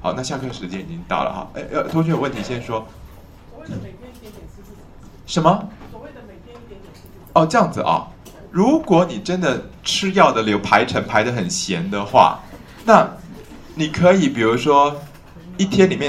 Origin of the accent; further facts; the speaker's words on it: China; 因为我们中国人的中医俗话是说，补药都容易束住邪气